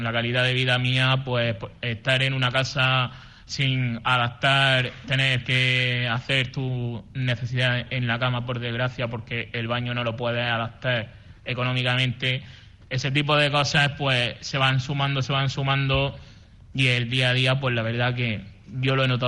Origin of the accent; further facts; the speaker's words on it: Cartagena, Region of Murcia, Spain; moved away; Yo soy de Cartagena, de Murcia, pero claro, yo conocí este recurso social, pues por desgracia o por suerte, tuve que dejarlo todo donde nací y empezar, digamos, desde cero.